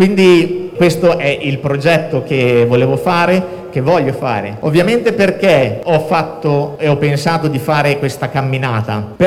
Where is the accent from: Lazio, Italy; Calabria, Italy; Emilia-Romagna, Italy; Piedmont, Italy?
Emilia-Romagna, Italy; Bologna; io sono bolognese e volevo condividere con i bolognesi questo bellissimo evento sportivo